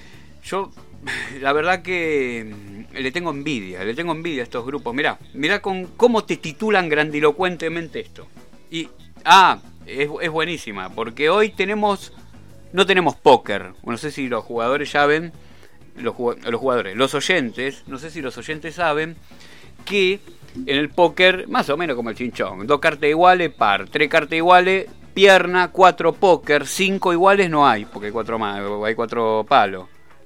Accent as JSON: {"language": "Spanish", "country": "Argentina", "said": "como ciudadanos argentinos que entendamos al FMI, no que entendamos a la Argentina"}